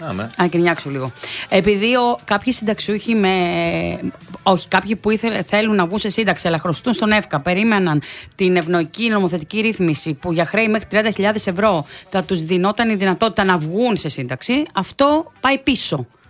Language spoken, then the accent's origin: Greek; Velanidi, Western Greece, Greece; Επειδή έφυγε ο κόσμος να πάει στο χωριό μου, το οποίο είναι ένα μικρό χωριό, ήταν γεμάτο.